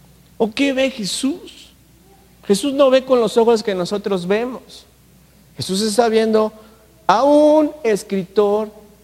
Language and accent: Spanish; Mexico; Y tengo que pagarlo porque es mi obligación como mexicano.